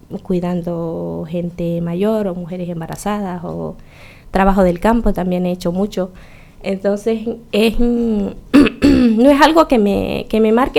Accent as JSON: {"language": "Spanish", "country": "Nicaragua", "moved": "yes", "lives_now": "Irún, Spain", "said": "Soy de Nicaragua, tengo 2 años ya de estar aquí, vivo en Irún"}